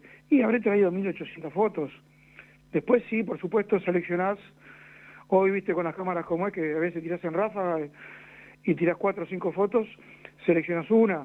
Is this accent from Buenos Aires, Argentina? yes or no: yes; Buenos Aires, Argentina; somos 3 de Buenos Aires, 2 de Buenos Aires, Hernán y yo